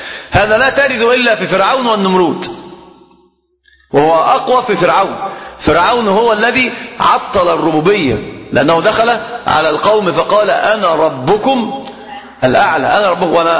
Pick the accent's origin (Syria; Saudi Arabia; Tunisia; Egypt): Egypt; وعندنا في مصر الكلام عجيب